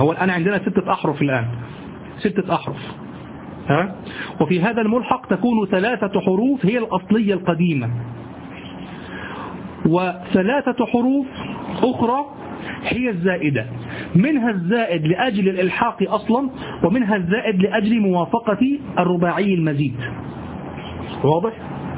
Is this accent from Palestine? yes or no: no; Egypt; لعله كما نقول عندنا في مصر انقعص، في مصر نقول